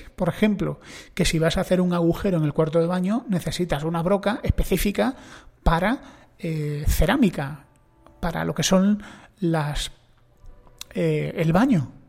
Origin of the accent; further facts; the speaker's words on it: Spain; tengo amigos cubanos y soy un español, con lo cual aquí en España